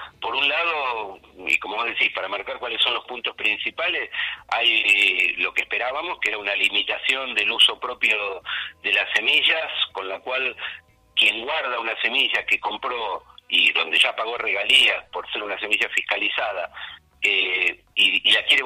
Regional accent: Argentina; los que vamos a pagar la regalía finalmente somos los argentinos.

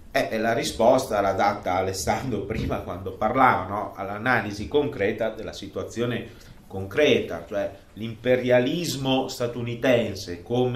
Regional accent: Russia; Italian is a second language; Noi usiamo la parola, traduciamo con Russia sia Rus che Russia, e quindi per noi russi è

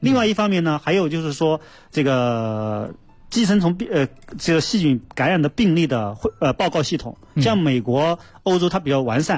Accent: China; 我们中国人绝大多数人吃肉啊，吃蔬菜啊，都是会洗过以后加热之后才吃的

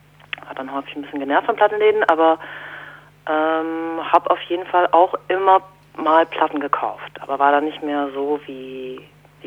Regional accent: Hamburg, Germany; Ich komme aus Hamburg.

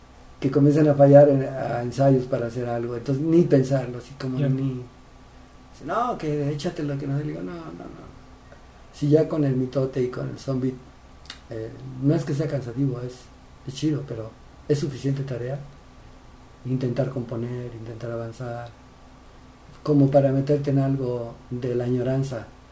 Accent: San Luis Potosí, Mexico; born there; also born or lived in Oaxaca / Tijuana; Soy oaxaqueño de barriga. Tijuanense de rebeldía, potosímico de nacimiento, engendrado en Chapala.

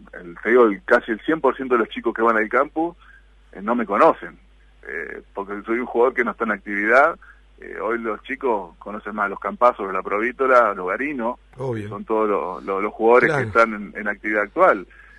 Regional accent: Concepción del Uruguay, Entre Ríos, Argentina; born there; el campus, como te dije, es en Concepción del Uruguay, Entre Ríos, de mi ciudad natal

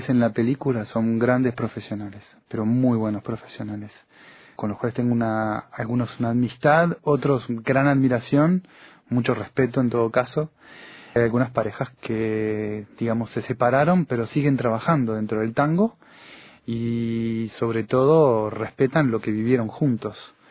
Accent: Uruguay; now in France; Yo soy uruguayo y hace muchos años que estoy en Francia, pero el tango fue una cosa que me hizo reencontrar con la cultura nuestra del Río de la Plata

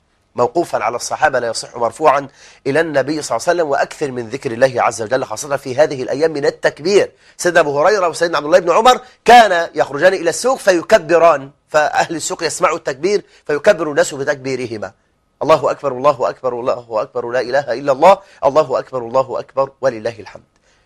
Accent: Egypt; وأن يجعل بلدنا مصر سخاء رخاء

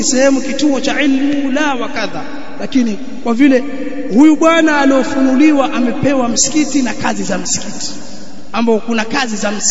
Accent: Pangani, Tanga Region, Tanzania; wanaziasisi sasa hivi kule kwetu Pangani

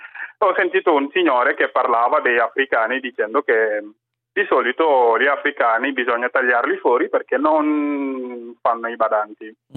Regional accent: Dakar, Senegal; Italian is a second language; moved away as an adult; now in Italy; Io sono del Senegal. Sono del Senegal, sono nato e cresciuto a Dakar. Sono arrivato in Italia all'età di 22 anni

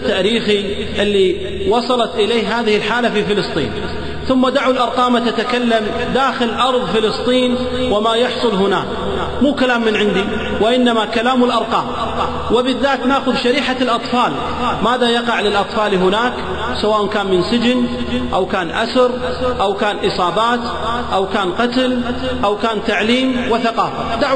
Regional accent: Kuwait

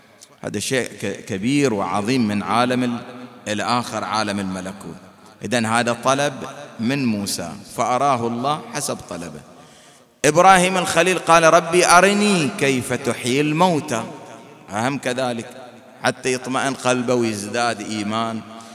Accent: Bahrain; حينما كان من المعروف والمشهور عندنا في البحرين

